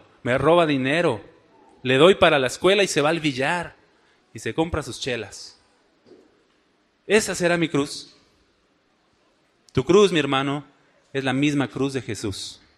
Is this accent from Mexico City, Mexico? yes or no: yes; Mexico City, Mexico; Esos chilangos utilizan mucho la che, ¿verdad? Bueno, denme chance, soy chilango.